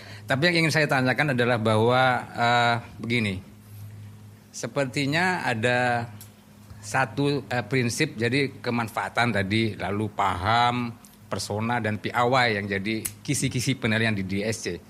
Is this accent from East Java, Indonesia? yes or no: yes; Blitar, East Java, Indonesia; kami dari Blitar itu cukup banyak teman-teman yang pada akhirnya terjun ke dunia itu